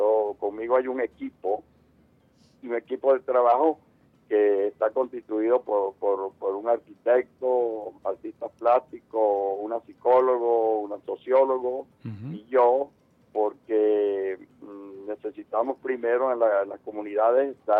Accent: Caripito, Monagas, Venezuela; en el pueblo donde yo nací, en Caripito, en el estado Monagas.

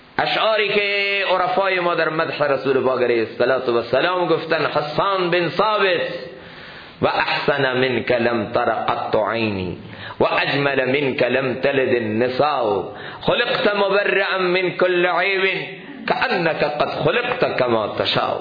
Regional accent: Iran; first language fa; افسوسه که ما ایرانی هستیم، فارسی زبان هستیم

